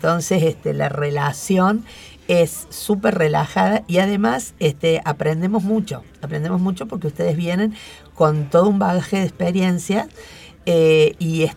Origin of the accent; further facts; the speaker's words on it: Bell Ville, Córdoba, Argentina; now in Córdoba, Argentina; Yo empecé psicopedagogía, me vine a Córdoba, yo soy de Belville. Me vine a Córdoba y empecé a estudiar psicología.